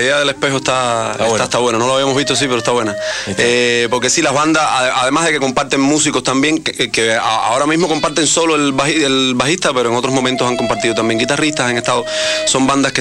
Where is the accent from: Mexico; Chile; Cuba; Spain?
Cuba; No, era cubano, soy cubano, sí.